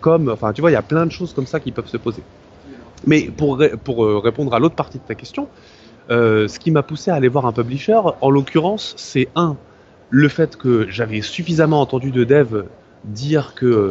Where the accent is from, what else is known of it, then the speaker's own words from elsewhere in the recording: France; parce que ils sont français, on est français